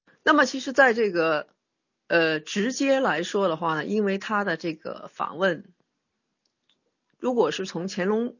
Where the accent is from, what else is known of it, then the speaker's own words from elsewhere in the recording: China; 就是我作为一个中国人看起来呢，我觉得非常的熟悉